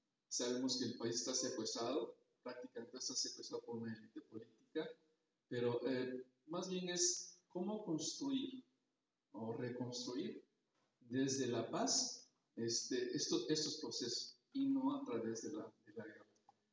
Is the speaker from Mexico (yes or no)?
yes; Coatepec, Veracruz, Mexico; vengo de Coatepec, un pueblo cerca de Jalapa, trabajo en la Universidad de Veracruzana.